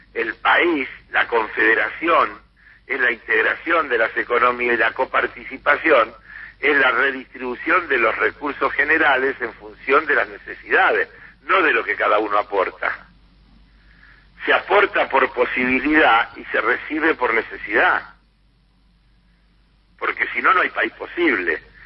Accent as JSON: {"language": "Spanish", "region": "Buenos Aires", "country": "Argentina", "said": "reprocharme que yo como porteño tenía que defender a la ciudad."}